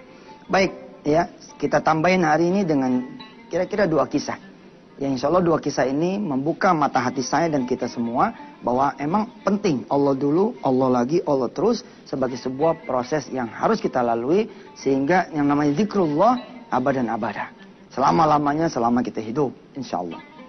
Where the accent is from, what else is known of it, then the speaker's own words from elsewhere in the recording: Jakarta, Indonesia; accent: Betawi; nih bahasa Indonesia lah, bahasa saya Betawi gitu ya